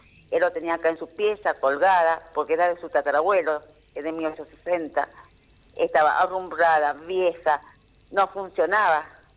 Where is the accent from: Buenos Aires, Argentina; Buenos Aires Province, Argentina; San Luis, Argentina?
San Luis, Argentina